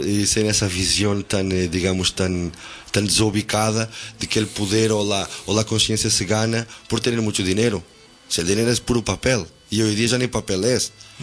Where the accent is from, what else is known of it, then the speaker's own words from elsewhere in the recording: Portugal; also born or lived in Africa; Y pones una frontera y dices que yo soy portugués